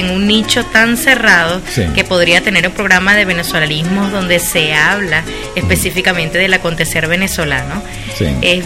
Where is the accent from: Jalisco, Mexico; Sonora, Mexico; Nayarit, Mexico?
Jalisco, Mexico; Guadalajara; De Guadalajara, sí, señor.